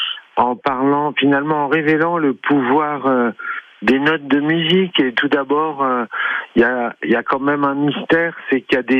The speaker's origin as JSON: {"language": "French", "town": "Lyon", "region": "Auvergne-Rhône-Alpes", "country": "France", "said": "J'allais au Hot Club de Lyon parce que je suis lyonnais."}